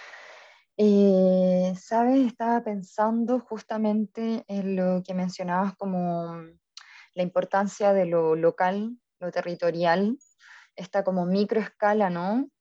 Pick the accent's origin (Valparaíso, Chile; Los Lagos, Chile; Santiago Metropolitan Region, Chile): Valparaíso, Chile; yo en particular soy de Valparaíso, ciudad, patrimonio de la humanidad